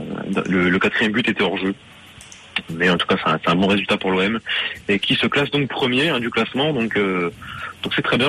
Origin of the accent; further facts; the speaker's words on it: Marseille, Provence-Alpes-Côte d'Azur, France; en tant que Marseillais, en tant que Français, on va pas s'en plaindre